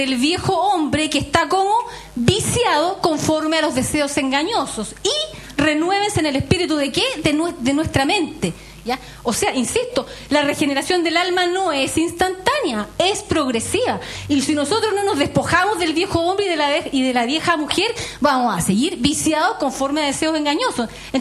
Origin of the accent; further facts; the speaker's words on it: Chile; pensamiento y de conducta que tenemos por ser chilenos